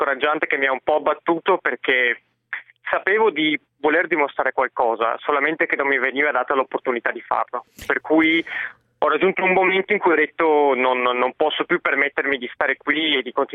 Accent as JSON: {"language": "Italian", "town": "Venice", "region": "Veneto", "country": "Italy", "tie": "born there", "said": "Sono nato a Venezia, però metà calabrese."}